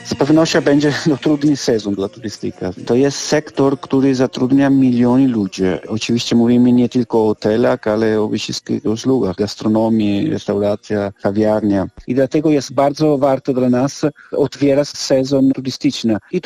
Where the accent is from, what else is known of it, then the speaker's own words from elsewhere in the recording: Venice, Veneto, Italy; Polish is a second language; ale na przykład ja jestem z Wenecji. Do teraz w Wenecji nie wiemy, kiedy i jeśli będą otwarte plaże w Lido di Wenecja.